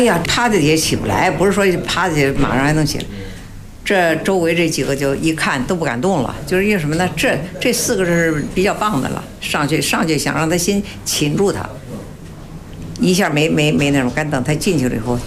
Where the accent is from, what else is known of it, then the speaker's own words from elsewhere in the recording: Baoding, Hebei, China; 因为我们是保定人嘛，也得算，属于保定府管。